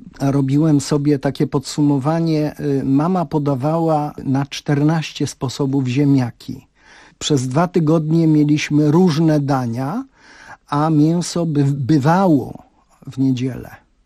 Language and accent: Polish; Przeworsk, Subcarpathian Voivodeship, Poland; born there; mnie na świat Bocian przeniósł w Przeworsku. To było, gdy się urodziłem, małe miasteczko na Rzeszowszczyźnie, które miało około 3000 mieszkańców